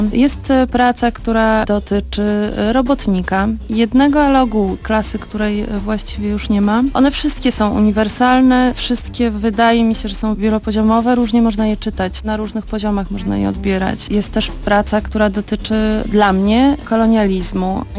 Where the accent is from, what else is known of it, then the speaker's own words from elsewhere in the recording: Tricity, Pomeranian Voivodeship, Poland; To jest bardzo ciekawa historia, ponieważ obie jesteśmy z Trójmiasta, ale w Trójmieście się nie poznałyśmy.